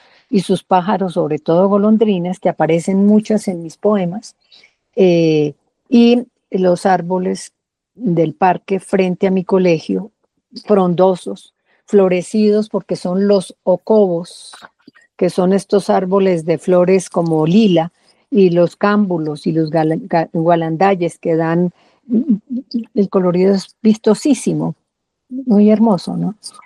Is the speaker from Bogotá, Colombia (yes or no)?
no; Ibagué, Tolima, Colombia; ese referente que tiene que ver con mi infancia en el Tolima, mi infancia y mi adolescencia en el Tolima, los miedos, en Ibagué.